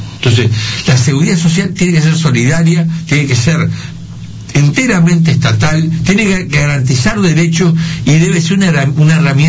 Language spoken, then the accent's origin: Spanish; Uruguay; vos sos el Estado uruguayo, somos nosotros